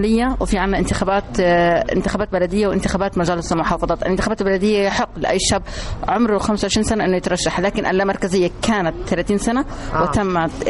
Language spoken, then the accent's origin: Arabic; Jordan; اللي من ترعرعت وجت من مصر للأردن. الحمد لله إحنا أردنية هاشمية مصرية.